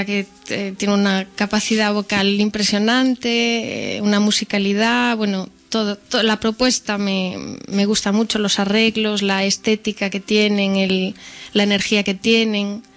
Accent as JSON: {"language": "Spanish", "town": "Oleiros", "region": "Galicia", "country": "Spain", "tie": "born there", "lives_now": "Santiago de Compostela, Spain", "said": "nací en un rincón de La Coruña que se llama Oleiros."}